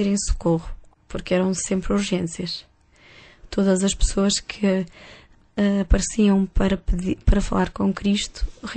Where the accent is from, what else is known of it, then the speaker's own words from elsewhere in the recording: Porto, Portugal; now in Lisbon, Portugal; Quando eu mudei do Porto para Lisboa, eu senti uma diferença muito grande na maneira das pessoas se relacionarem.